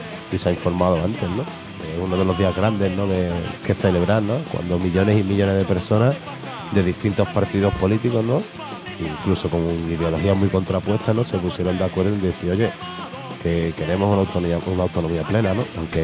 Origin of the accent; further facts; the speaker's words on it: Andalusia, Spain; aquellos que somos más nacionalistas andaluces no hemos sido invitados, ¿no?